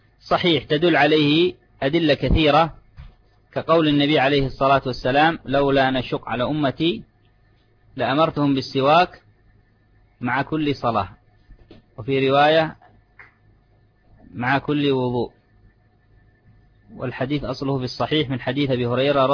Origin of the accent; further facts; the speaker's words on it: Yemen; هذا موجود عندنا في اليمن